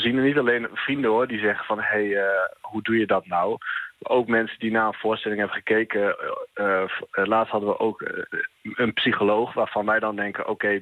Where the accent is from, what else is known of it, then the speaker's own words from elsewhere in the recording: Overijssel, Netherlands; Nee, ik kom zelf uit Twente. Ja, als Twentenaar, dan wil je toch graag luchtig houden.